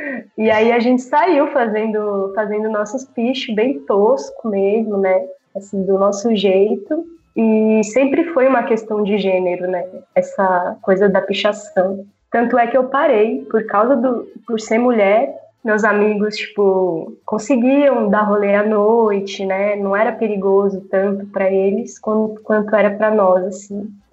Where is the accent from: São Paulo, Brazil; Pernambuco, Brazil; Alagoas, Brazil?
São Paulo, Brazil; eu sou daqui de São Paulo, da Zona Sul não, nasci na Vila Indiana, né? Mas até meu processo artístico começou aqui na Zona Sul